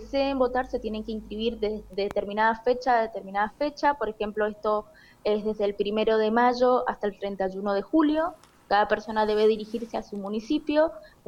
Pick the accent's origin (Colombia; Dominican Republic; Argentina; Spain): Argentina; nosotros, que somos argentinos